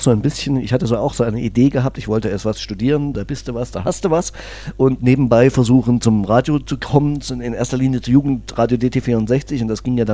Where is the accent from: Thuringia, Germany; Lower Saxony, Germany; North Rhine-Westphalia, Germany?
Thuringia, Germany; Erfurt; Ich bin in Erfurt groß geworden und bin damals schon mit 18 nach Zell-Amelis gezogen, was also schon Land war, noch nicht ganz so Land wie heute.